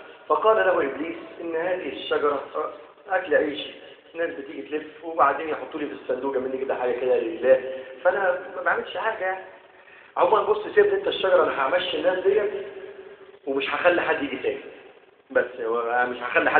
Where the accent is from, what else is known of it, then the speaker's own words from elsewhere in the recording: Egypt; اللهم اجعل بلدنا مصر امنة مطمئنة